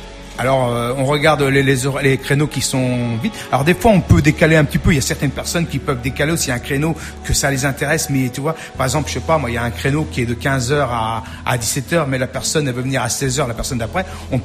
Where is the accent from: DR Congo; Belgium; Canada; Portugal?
Portugal; French is a second language; C'est vrai que je fais mon émission plus en français qu'en portugais. Je suis portugais, hein.